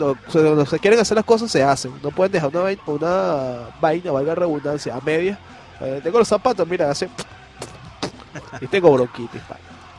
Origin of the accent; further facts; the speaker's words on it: Caracas, Capital District, Venezuela; yo soy de Caracas, hostia, tío